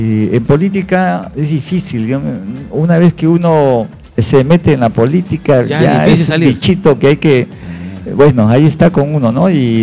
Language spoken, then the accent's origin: Spanish; Bellavista, Callao, Peru; Yo nací en Bellavista, yo soy chalaco de nacimiento, siempre he estado en el Callao, he vivido en Ventanilla, claro. He estudiado en el colegio Nuestra Señora de Belén de Ventanilla, de la calle 11.